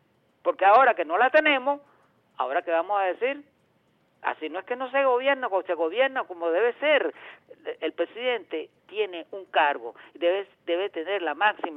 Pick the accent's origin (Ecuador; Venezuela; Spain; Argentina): Venezuela; poner las cosas en su lugar como venezolanos que somos, como revolucionarios que queremos ser y como gente inteligente que al fin y al cabo somos.